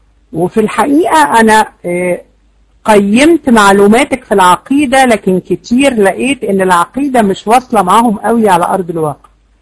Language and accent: Arabic; Egypt; احنا عندنا يا جماعة 70% جهلة في مصر. احنا عندنا في مصر 70% أميين